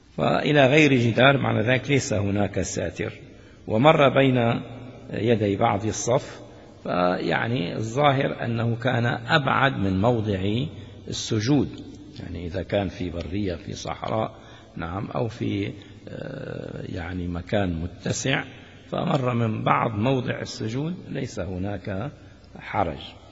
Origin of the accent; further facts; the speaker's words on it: Damascus, Damascus Governorate, Syria; يقولون العامة عندنا في سوريا في دمشق الشام خاصة